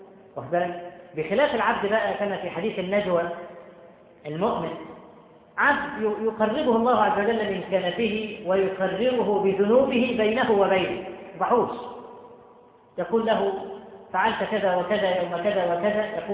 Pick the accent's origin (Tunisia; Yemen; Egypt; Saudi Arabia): Egypt; Cairo, Cairo Governorate; بقى لها كم سنة عندنا في القاهرة والمدن الكبرى